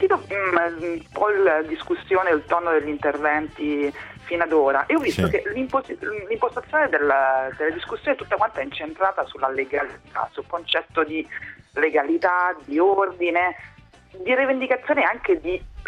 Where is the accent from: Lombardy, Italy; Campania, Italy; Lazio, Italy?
Lazio, Italy; Rome; Io sono di Roma